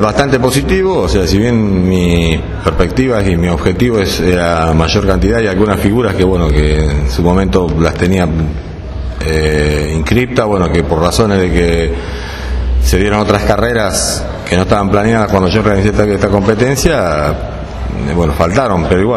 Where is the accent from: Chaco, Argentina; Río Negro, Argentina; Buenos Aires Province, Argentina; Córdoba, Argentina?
Buenos Aires Province, Argentina; Carmen de Patagones; yo soy nativo de Carmen de Patagones, tengo varias competencias en la zona mía